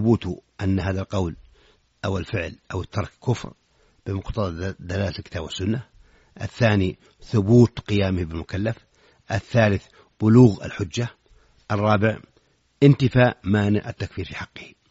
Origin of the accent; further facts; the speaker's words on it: Saudi Arabia; في بلادنا المملكة العربية السعودية